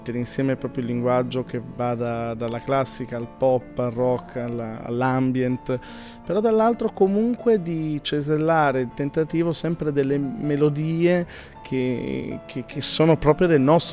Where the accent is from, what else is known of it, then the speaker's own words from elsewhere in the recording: Pordenone, Friuli-Venezia Giulia, Italy; fermarmi a un'ora da casa mia, io sono di Pordenone